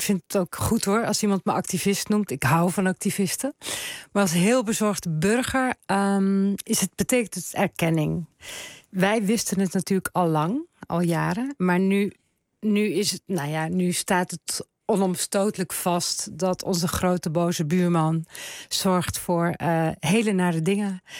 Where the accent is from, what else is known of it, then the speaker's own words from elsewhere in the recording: Zeeland, Netherlands; also born or lived in Drenthe; Ik ben een Zeeuws-Vlaming. Ik hou ontzettend van de Westerschelde.